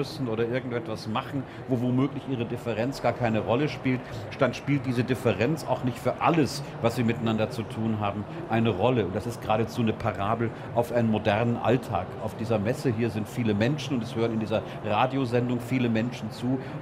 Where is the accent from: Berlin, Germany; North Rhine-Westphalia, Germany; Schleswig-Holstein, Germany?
North Rhine-Westphalia, Germany; Gelsenkirchen; In meiner Jugend in Gelsenkirchen gelebt